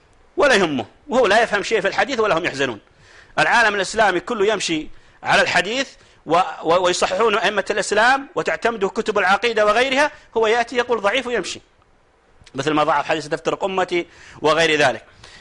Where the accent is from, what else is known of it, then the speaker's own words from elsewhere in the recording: Saudi Arabia; لأن احنا عندنا في السعودية في عندنا ولاية عهد